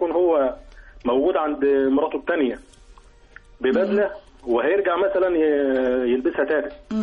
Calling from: Mansoura, Dakahlia, Egypt; المنصورة.

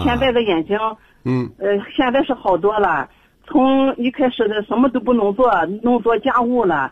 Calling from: Qingdao, Shandong, China; 我是青岛的

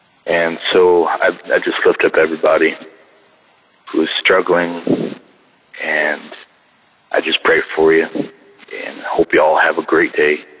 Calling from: Rockford, Illinois, United States; from Rockford, Illinois.

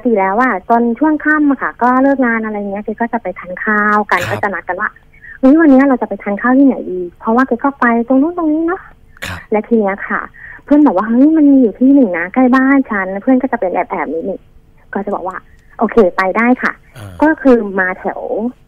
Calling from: Don Mueang, Bangkok, Thailand; อยู่ดอนเมืองค่ะ

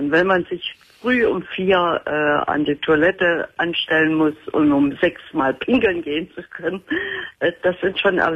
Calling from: Thuringia, Germany; also born or lived in Dortmund / Hagen; Ich komme aus Thüringen.

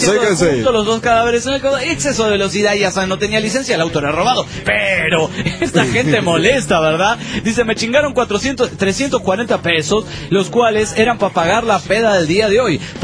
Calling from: Tijuana, Baja California, Mexico; de Tijuana, México.

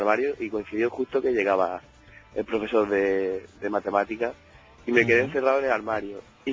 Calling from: Granada, Andalusia, Spain; pues llamo desde Granada, pero soy de Roqueta.

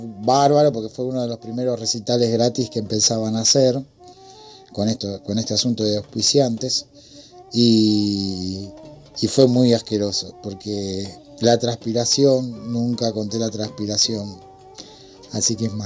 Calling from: Remedios de Escalada, Buenos Aires Province, Argentina; de Remedio de Escalada.

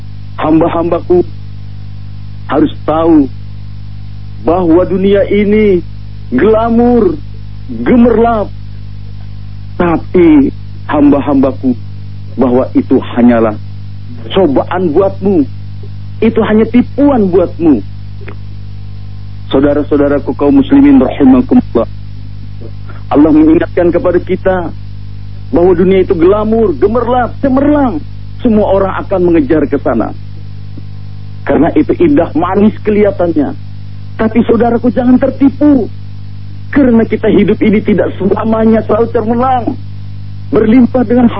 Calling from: Malang, East Java, Indonesia; di Malang.

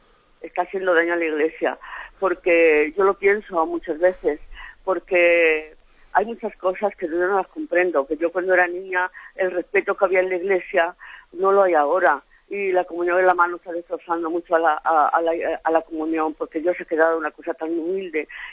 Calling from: Alicante, Valencian Community, Spain; de Alicante

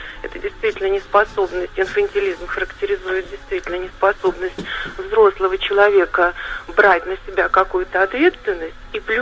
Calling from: Sergiev Posad, Moscow Oblast, Russia; Да, я дозвонилась из Сергиева Посада.

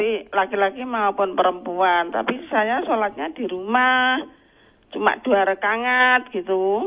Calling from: Mojosongo, Central Java, Indonesia; Dari Mojosongo.

